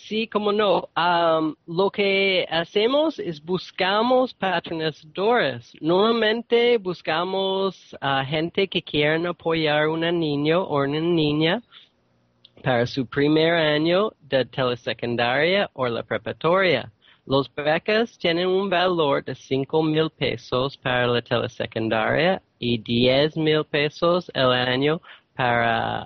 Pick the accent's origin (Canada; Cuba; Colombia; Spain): Canada; soy de Canadá.